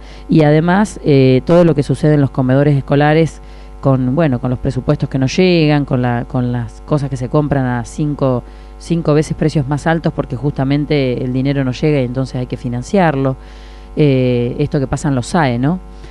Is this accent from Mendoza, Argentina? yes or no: no; Saladillo, Buenos Aires Province, Argentina; porque somos los tres de Saladillo